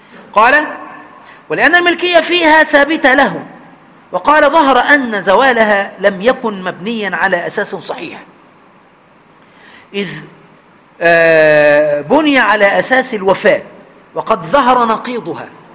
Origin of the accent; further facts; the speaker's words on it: Aswan, Aswan Governorate, Egypt; يعني برضو عندنا في أسوان